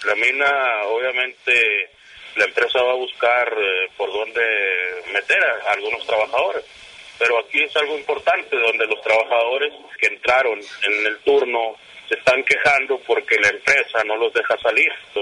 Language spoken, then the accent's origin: Spanish; Sonora, Mexico; Yo creo que todos los trabajadores, todo el pueblo de Sonora, tenemos que unirnos y alzar la voz